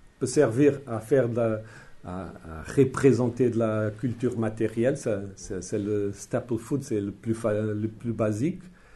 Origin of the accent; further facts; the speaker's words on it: Portugal; Mais J'ai dit, bon, je suis portugais.